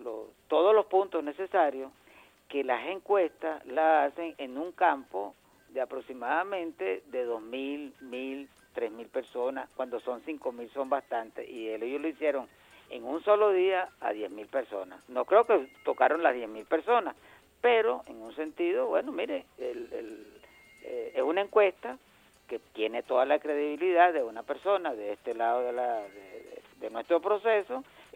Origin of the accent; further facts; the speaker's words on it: Venezuela; yo, como venezolano